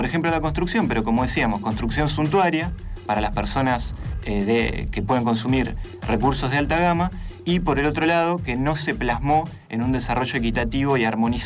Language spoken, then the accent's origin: Spanish; La Plata, Buenos Aires Province, Argentina; aprovechando que yo soy platense